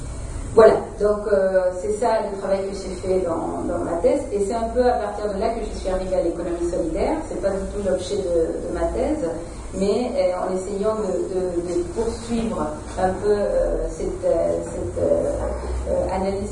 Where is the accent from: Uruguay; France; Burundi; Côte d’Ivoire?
Uruguay; French is a second language; moved away; Et parce que vous l'entendez dans mon accent, je ne suis pas française. Je viens de l'Amérique latine, de l'Uruguay